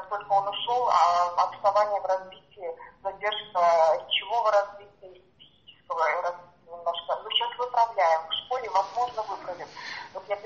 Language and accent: Russian; Siberia, Russia; moved away; я еще уехала из другого города, из Сибири.